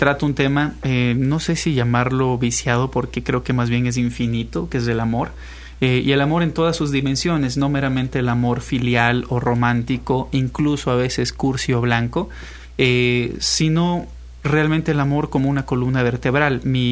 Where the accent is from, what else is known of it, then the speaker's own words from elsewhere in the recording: Ambato, Tungurahua, Ecuador; moved away; Soy de Ecuador, de la mitad del mundo, y aparte de Ecuador, soy de la mitad de Ecuador, de una ciudad pequeñita llamada Ambato. Salí hacía varios años de allá